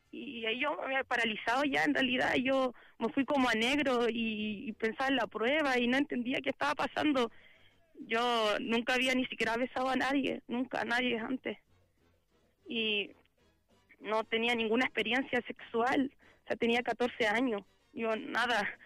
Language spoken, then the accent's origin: Spanish; Maipú, Santiago Metropolitan Region, Chile; Yo soy de Maipú.